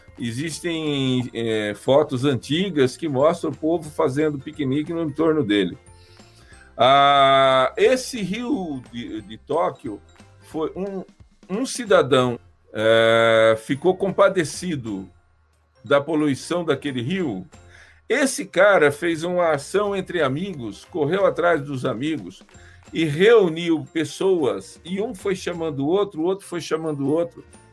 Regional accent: Marília, São Paulo, Brazil; Eu mudei para São Paulo, eu sou de Marília, eu mudei para São Paulo em janeiro de 73

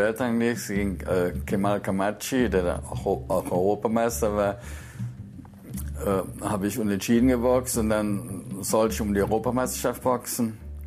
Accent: North Rhine-Westphalia, Germany; Ich bin als Kind so groß geworden im Ruhrgebiet und da war auf der Straße war ich schon eine Macht

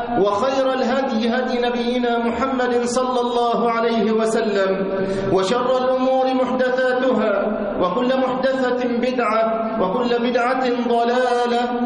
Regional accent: Egypt; وخاصة بلدنا مصر في هذه الأيام

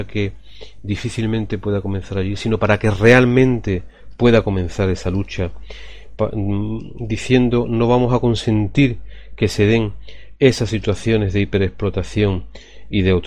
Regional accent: Cádiz, Andalusia, Spain; yo que vengo del barrio de Astilleros de Cádiz, he vivido todo eso

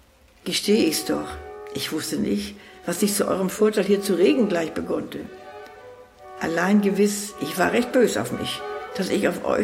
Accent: Rügenwalde, West Pomeranian Voivodeship, Poland; Ich komme aus Pommern. Aus Hinterpommern, bin ich sehr stolz drauf. Jawohl, ich bin eine Pomeranze. Und zwar da oben, mein Ort heißt Rügenwalder Teewurst, sagt ihr vielleicht was.

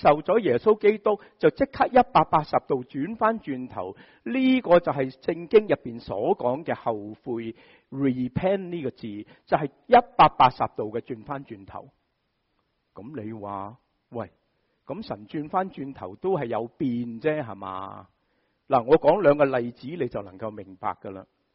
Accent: Shanghai, China; 我哋上海人就会讲乜嘢啊

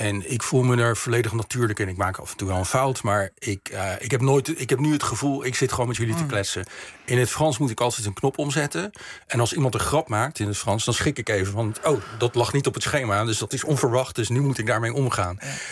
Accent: Netherlands; Dutch is a second language; Kijk, ik ben in Nederland opgegroeid, dus ik heb datzelfde proces meegemaakt. Ik sprak beter, ik ging naar school, ik leerde meteen Nederlands. Ik sprak beter Nederlands dan mijn ouders.

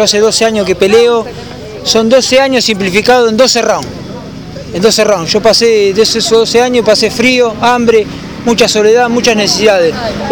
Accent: Saladillo, Buenos Aires Province, Argentina; por este recibimiento acá en mi ciudad natal, a la ciudad que tanto amo, mi Saladillo

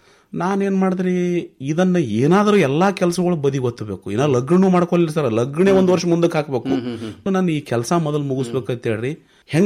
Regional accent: Mashala, Karnataka, India; ನಾನು ಹುಟ್ಟೂರು ಮಾಶಾಳ, ತಾಲೂಕಾ ಅಫಜಲ್ಪುರ, ಇದೇ ಕಲಬುರಗಿ ಜಿಲ್ಲೆ.

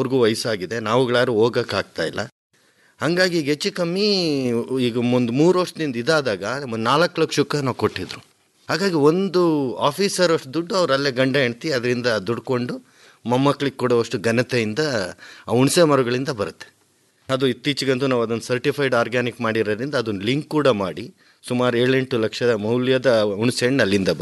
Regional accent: Madhugiri, Karnataka, India; ನಾನು ಮೂಲತಃ ರಾಯಲ್ಸೀಮಾ ಕಡೆನು, ಮಧುಗಿರಿ, ಇದು ನಮ್ಮದು ಅರ್ಧ ಹೊಲ ಆಂಧ್ರ ಪ್ರದೇಶದಲ್ಲೈತೆ, ಇನ್ನರ್ಧ ಕರ್ನಾಟಕದಲ್ಲೈತೆ. ಬರೀ ಒಂದು 20-22 ಮನೆ ನಮ್ಮಲ್ಲಿ ಕನ್ನಡ ಮಾತಾಡೋದು, ಇನ್ನೆಲ್ಲ ತೆಲುಗು.

